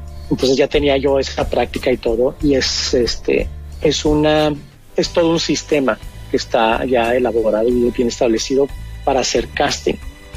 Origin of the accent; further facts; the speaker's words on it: Mexico; lo cambiaron a mexicano porque yo soy mexicano